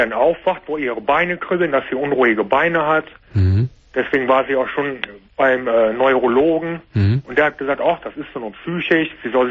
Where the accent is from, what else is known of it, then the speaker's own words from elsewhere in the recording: Koblenz, Rhineland-Palatinate, Germany; born there; Geboren bin ich in Koblenz.